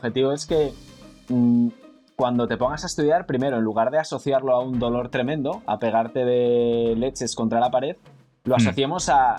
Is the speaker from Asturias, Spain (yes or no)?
yes; Oviedo, Asturias, Spain; Yo soy de la generación del 91, soy de Oviedo, de Asturias.